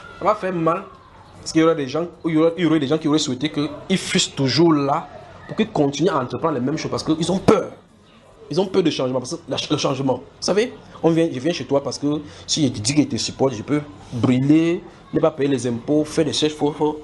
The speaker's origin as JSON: {"language": "French", "country": "Cameroon", "said": "S'ils ne peuvent pas nous contacter parce qu'on est des Camerounais"}